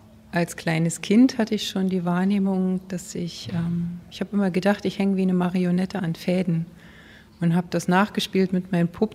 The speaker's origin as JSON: {"language": "German", "region": "East Germany", "country": "Germany", "said": "wir hatten keine Berührung mit der Kirche und mir wurde auch keine Gottheit vermittelt, keine Religion. Zu DDR-Zeiten sowieso nicht. Ich komme aus dem Osten."}